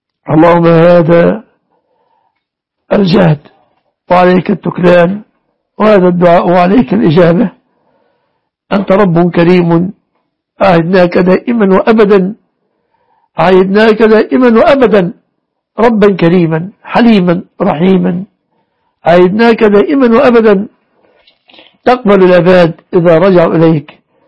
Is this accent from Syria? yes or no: no; Egypt; احفظ بلادنا مصر وسائر بلاد المسلمين